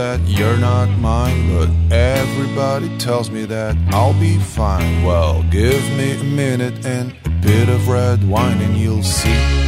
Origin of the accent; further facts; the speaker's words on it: Beira, Portugal; como beirões que somos